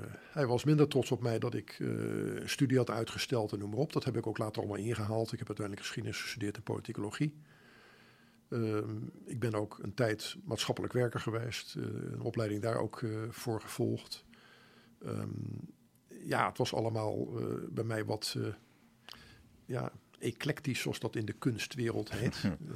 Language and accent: Dutch; Voorburg, South Holland, Netherlands; Ik kom uit Voorburg oorspronkelijk, maar ja, dat wordt er toegerekend.